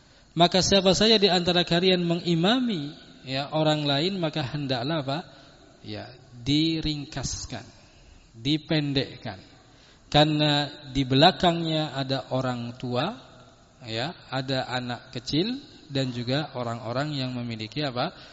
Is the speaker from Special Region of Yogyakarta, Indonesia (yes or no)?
yes; Godean, Special Region of Yogyakarta, Indonesia; apalagi kalau di kampung saya di sana di Godean gitu kan